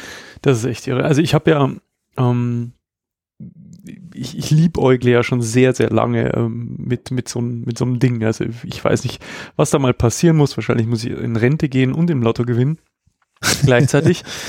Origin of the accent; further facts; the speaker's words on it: Passau, Bavaria, Germany; Also auch wenn man jetzt hier von Weitem wieder auf meine Heimatstadt zufährt, hier in Passau, sieht man auch schon diese Lichtkuppel